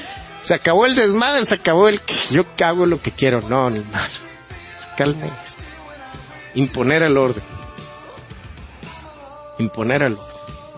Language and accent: Spanish; Mexico; Y no podemos, como sociedad, como mexicanos, dejar caer más esto.